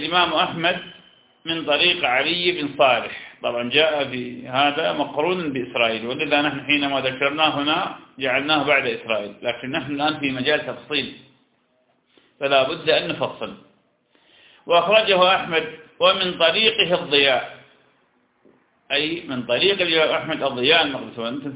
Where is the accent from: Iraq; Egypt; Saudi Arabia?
Iraq; أنا عراقي وأنت شام